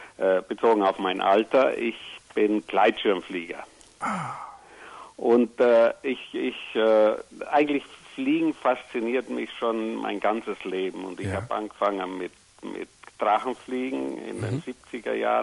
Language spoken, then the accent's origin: German; Southern Germany, Germany; Du wirst sicher hören, ich komme aus Süddeutschland.